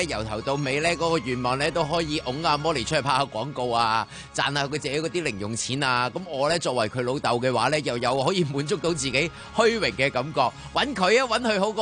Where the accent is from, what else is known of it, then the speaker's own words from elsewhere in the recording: Hong Kong; 不过唔紧要，我哋凡事我哋香港人啊嘛，系咪先？